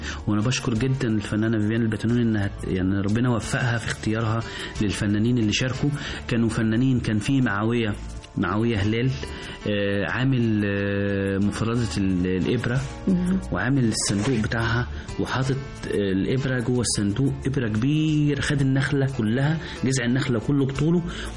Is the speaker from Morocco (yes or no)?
no; Egypt; فإحنا كمصريين عندنا الحرفة دي من قديم الأزل، فإحنا دلوقتي بنحييها